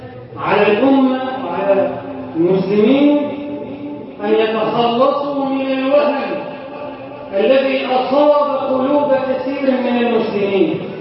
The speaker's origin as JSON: {"language": "Arabic", "country": "Egypt", "said": "اجعل بلدنا مصر امنا امانا، سخاء رخاء"}